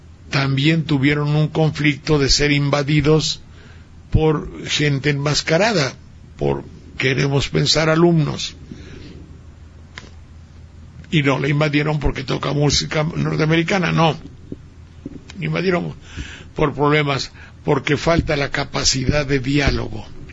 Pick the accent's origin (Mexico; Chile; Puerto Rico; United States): Mexico; Xalapa, Veracruz; ¿saben ustedes que mi tierra, Jalapa, está en un tsunami terrorífico?